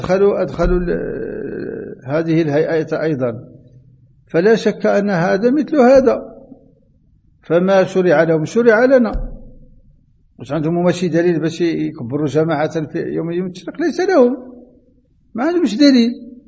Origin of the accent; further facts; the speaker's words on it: Morocco; كما هو معتد عندنا في المغرب